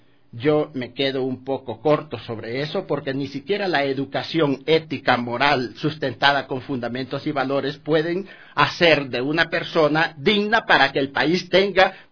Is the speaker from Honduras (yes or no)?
yes; Honduras; now in Ecuador; Bueno, recalco, soy hondureño, y vivo ya 48 años en el país.